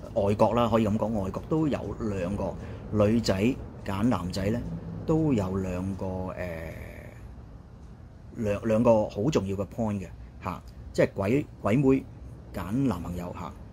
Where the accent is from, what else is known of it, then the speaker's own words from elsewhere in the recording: China; 屋企人你都知啦嚇，我哋中國人啊，即係華裔人嘅社會嚇。